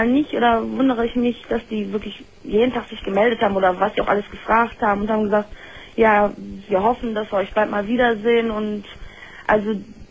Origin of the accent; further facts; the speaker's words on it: Solingen, North Rhine-Westphalia, Germany; Wir kommen aus Solingen.